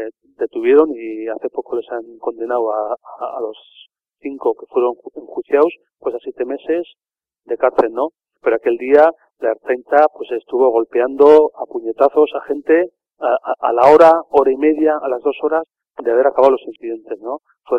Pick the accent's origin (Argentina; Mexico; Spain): Spain; Basque Country; El que somos unos vascos en Madrid